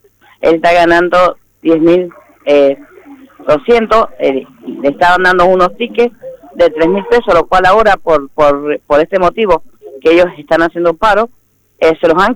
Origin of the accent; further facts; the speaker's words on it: Mendoza, Argentina; somos todos de Mendoza.